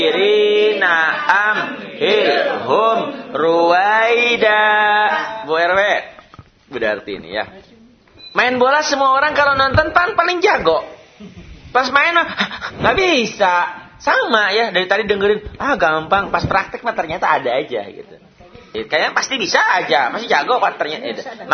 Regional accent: West Java, Indonesia; Ingat, jangan ingat saya nih orang Sunda, jangan. Enggak bisa F, ya.

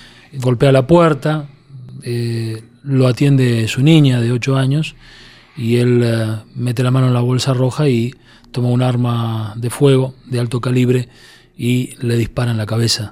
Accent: Argentina; una noche de verano en mi país, Argentina, un calor muy fuerte

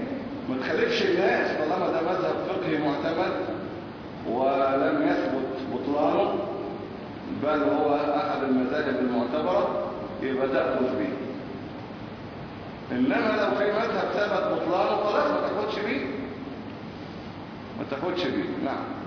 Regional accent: Egypt; فاللي ماشي عندنا في مصر ايه؟ سبعة غير تكبيرة الإحرام

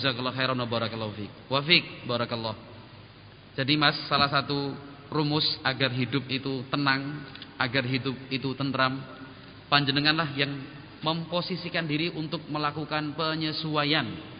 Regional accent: Jakarta, Indonesia; born there; Padahal kan gue lahirnya di Jakarta nih

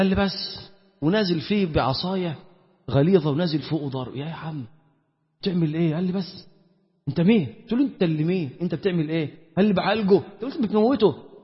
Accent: Damietta, Damietta Governorate, Egypt; انا مثلا من دمياط، ناس انا ضيف عليكم النهارده

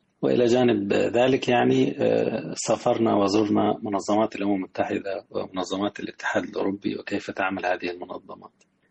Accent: Awlad Salem, Sohag Governorate, Egypt; أنا من مواليد قرية أولاد سالم بمركز دار سام بمحافظة سوهاج، وربنا أكرمني كان لنا بيت على النيل،

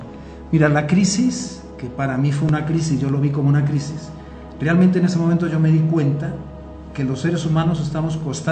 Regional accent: Spain; yo soy originario de España y gran parte del año me lo pasaba en Asturias, que es la zona del norte de España, y estaba cerca del mar.

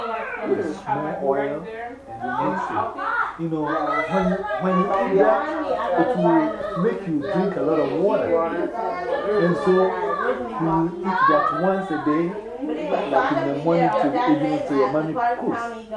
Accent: Ghana; But I remember when I was growing in Ghana, growing up in Ghana, you only eat chicken when your parents have a visitor.

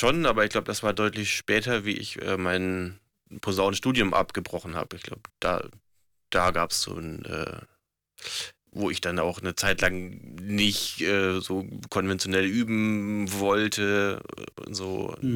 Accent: Southern Germany, Germany; da komme ich aus Süddeutschland, und da ist irgendwie, gibt's Blasmusik, weiß ich nicht, Tradition, oder jedes Ort hat eigentlich irgendwie so seine eigene Blaskapelle.

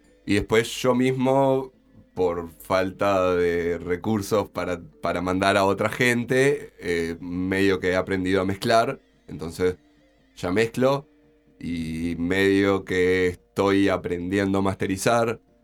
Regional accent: Chuy, Rocha, Uruguay; moved away; Yo soy de Chuy, me vine en el 2010.

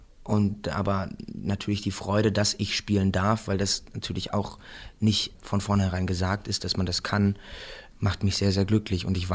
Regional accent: Remscheid, North Rhine-Westphalia, Germany; now in Berlin, Germany; ich komme halt aus Remscheid und ich wohne jetzt in Berlin

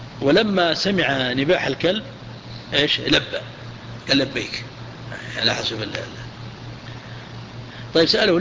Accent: Najd, Saudi Arabia; عندنا في نجد

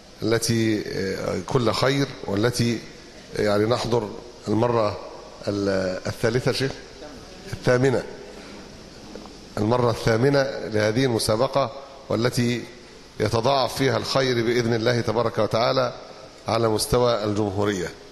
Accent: Egypt; بلادنا تعاني، أمتنا تعاني، لا أقصد بلادنا مصر فقط،

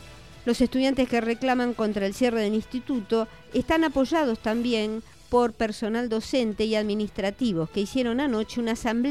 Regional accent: Buenos Aires, Argentina; yo soy de Caballito, pleno lugar de negocios comerciales

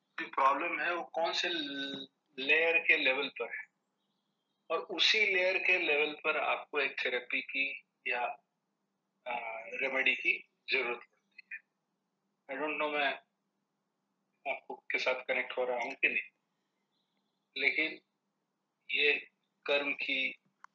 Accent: Varanasi, Uttar Pradesh, India; बनारस में हमारा घर था और 45-50 किलोमीटर दूर हमारा गाँव।

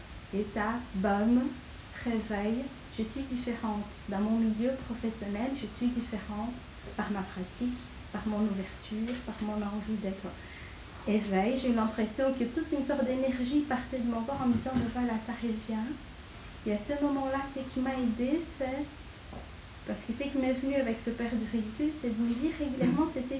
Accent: Brazil; J'ai grandi au Brésil. Au Brésil étant un pays très raciste

